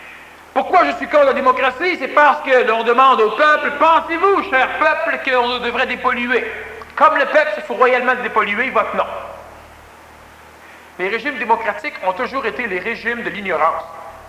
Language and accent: French; Quebec, Canada; je ne dis pas cela parce que je suis Québécois, je suis venu au monde au Québec